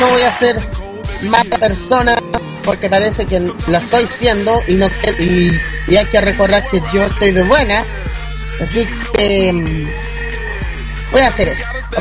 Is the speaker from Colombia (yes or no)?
no; Chile; Así como buen chileno, ¿ya?